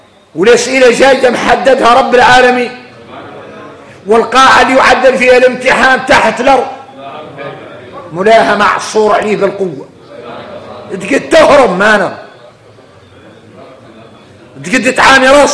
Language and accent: Arabic; Mauritania; يعيش في الدنيا يوكل ويشرب وفينا احنا موريتاني